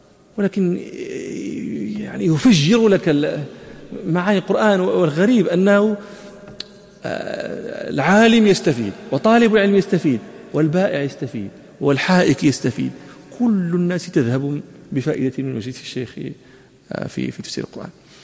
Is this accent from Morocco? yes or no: yes; Morocco; وكان عندنا في المغرب